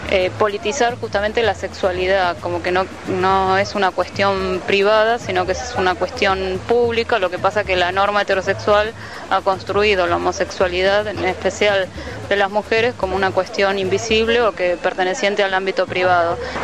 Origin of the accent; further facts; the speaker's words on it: Neuquén, Argentina; soy de Neuquén